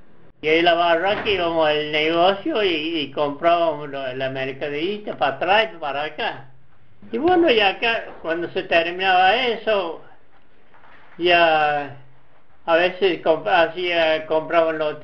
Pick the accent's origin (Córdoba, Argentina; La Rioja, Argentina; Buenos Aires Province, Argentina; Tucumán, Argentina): Córdoba, Argentina; born there; Allá donde yo nací era más o menos donde se dividía Pocho con San Alberto, entre Pachango y San Antonio.